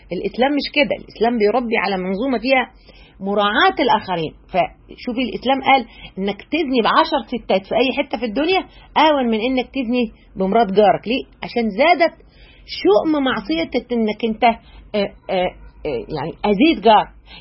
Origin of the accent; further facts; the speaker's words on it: Egypt; بعرفنا احنا كمصريين